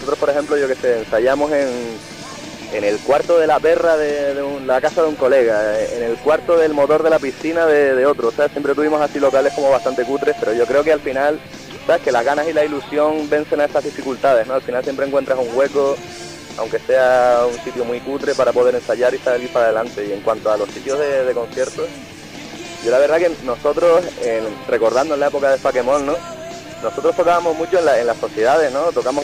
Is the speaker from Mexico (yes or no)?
no; Playa Honda, Canary Islands, Spain; los amigos de toda la vida, ¿no? Con los que crecimos ahí en Playa Onda